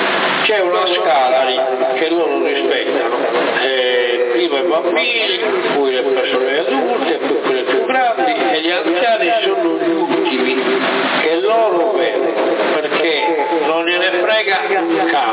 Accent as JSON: {"language": "Italian", "region": "Sardinia", "country": "Italy", "said": "noi non siamo americani, siamo sardi."}